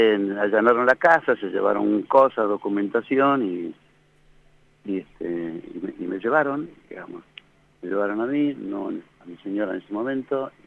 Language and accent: Spanish; La Pampa, Argentina; born there; yo llegué a La Pampa en el año 45 porque nací en La Pampa.